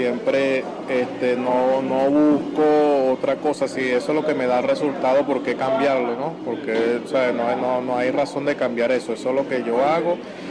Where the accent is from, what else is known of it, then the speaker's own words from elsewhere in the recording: El Tigre, Anzoátegui, Venezuela; mi familia me va a ver, ya que yo soy del Tigre